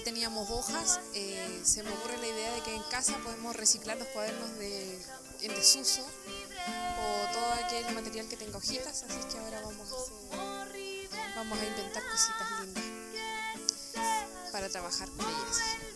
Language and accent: Spanish; Temuco, Araucanía, Chile; somos de Temuco y feliz de participar en el taller de la encuadernación